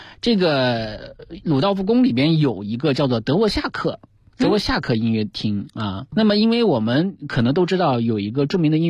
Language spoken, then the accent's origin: Chinese; China; 你如果找我一个中国人我会把它顺一顺